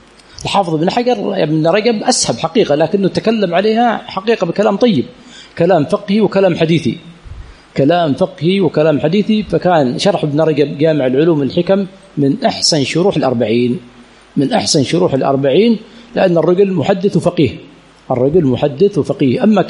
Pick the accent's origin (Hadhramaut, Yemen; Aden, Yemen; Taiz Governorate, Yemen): Aden, Yemen; عندنا في عدن يقولونه فوفل حالي